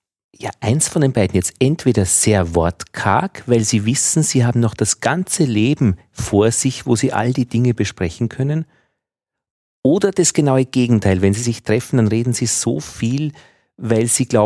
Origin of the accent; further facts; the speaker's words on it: Upper Austria, Austria; das würde ich auch nicht machen als Oberösterreicher, unbekannte ältere Menschen duzen.